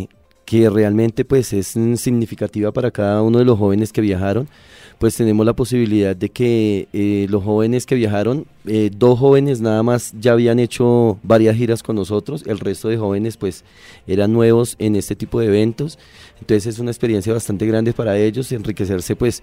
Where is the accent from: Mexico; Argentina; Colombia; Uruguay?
Colombia; es algo que a veces uno como colombiano no dimensiona